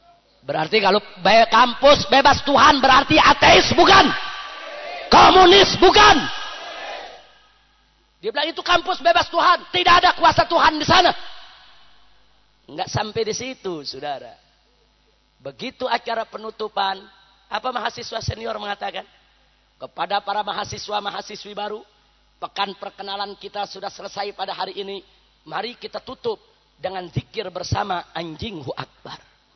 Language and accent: Indonesian; Jakarta, Indonesia; Saya lahir di Jakarta, besar di Jakarta.